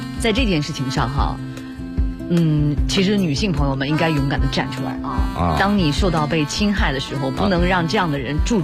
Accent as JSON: {"language": "Chinese", "region": "Northeast China", "country": "China", "said": "哎，你也知道我们东北人嘛，我们好爽啊！"}